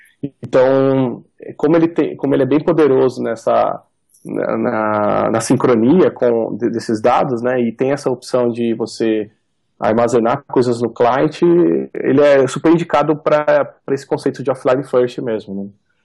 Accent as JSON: {"language": "Portuguese", "town": "Valinhos", "region": "São Paulo", "country": "Brazil", "tie": "born there", "lives_now": "Campinas, Brazil", "said": "Eu moro aqui em Valinhos, eu moro em Campinas, mas eu nasci em Valinhos"}